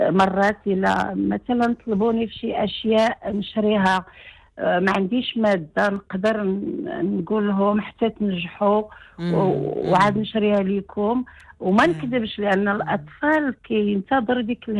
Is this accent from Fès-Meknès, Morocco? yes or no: yes; Fez, Fès-Meknès, Morocco; انا من فاس